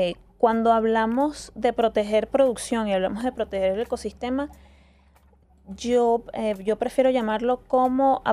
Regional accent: Venezuela; yo soy venezolano, entonces no me muevo hacia

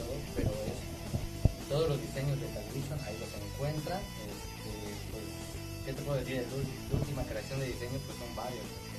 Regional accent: Mexico City, Mexico; Vengo de allá del Distrito Federal, pero el producto está realmente 100% hecho aquí en Tulancingo, Hidalgo, de donde venimos

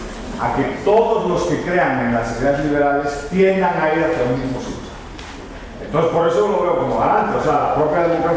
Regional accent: Spain; born there; yo nací en España, ¿no?

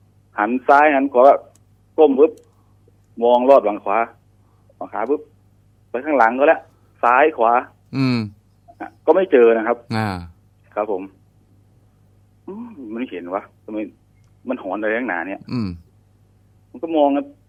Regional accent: Sakon Nakhon, Thailand; ผมเนี่ยเป็นคนสกลนคร

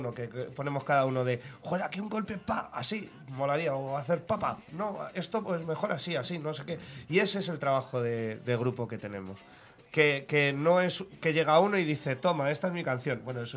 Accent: Madrid, Community of Madrid, Spain; Y además es que nosotros somos madrileños.

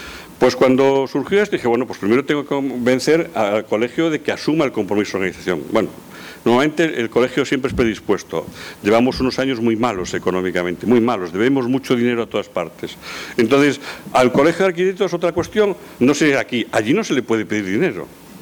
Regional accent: Pontevedra, Galicia, Spain; Mi madre es de Pontevedra, toda mi familia es de Pontevedra, yo soy de Pontevedra.

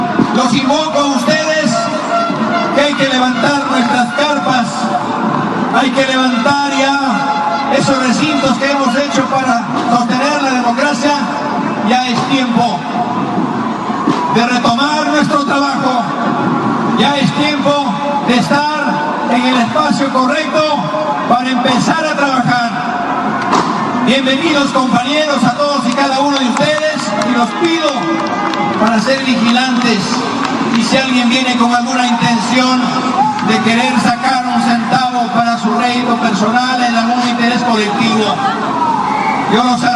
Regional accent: Peru; Los peruanos somos inteligentes, los peruanos sabemos conducirnos

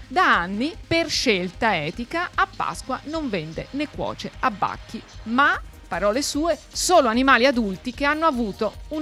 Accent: Tuscany, Italy; noi che siamo toscani

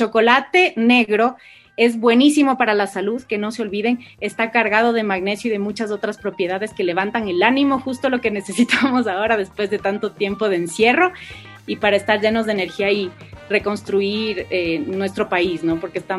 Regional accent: Ecuador; desde ponernos la camiseta como ecuatorianos y como embajadores de nuestro chocolate.

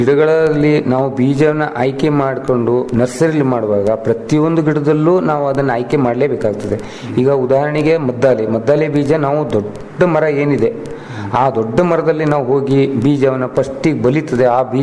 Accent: Belambar, Karnataka, India; ನಾನು ಮೂಲತಃ ಅಂಕೋಲ ತಾಲೂಕಿನ ಬೆಳಬಂದರ್ ಊರಿನವನಾಗಿದ್ದರಿಂದ

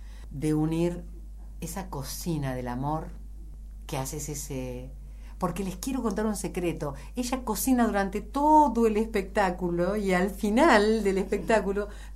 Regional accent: Buenos Aires, Argentina; o si yo hubiera nacido en Andalucía, porque siendo una porteña total, no puedo evitar sentir la marca del cuchillo del ser

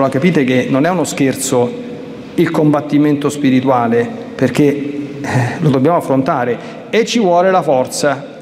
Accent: Latina, Lazio, Italy; born there; io sono nata a Latina, è patrona dell'Agro Pontino.

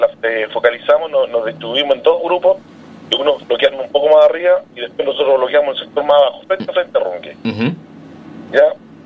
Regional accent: Tiltil, Santiago Metropolitan Region, Chile; No, yo soy de Tiltil.

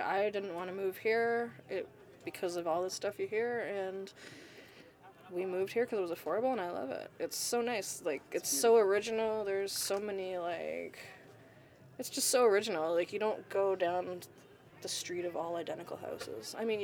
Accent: Hamilton, Ontario, Canada; born or raised there; also born or lived in Burlington

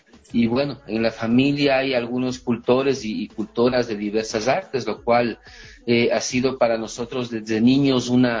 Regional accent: Ecuador; hay una potencia de expresión cultural enorme en mi país y en América Latina, ¿no?

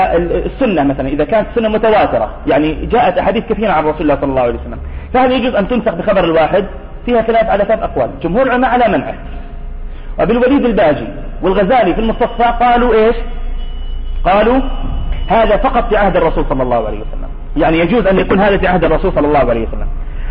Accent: Nablus, West Bank, Palestine; وخصوصا إنه معروف عندنا في نابلس في عندنا مشكلة في القبلة

